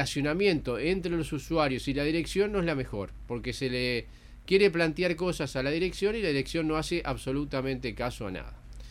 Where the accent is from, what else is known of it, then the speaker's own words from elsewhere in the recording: Dolores, Soriano, Uruguay; born there; Como la familia de mi padre era de Dolores, terminé en Dolores y por eso nací en Dolores. Yo nunca viví en Dolores.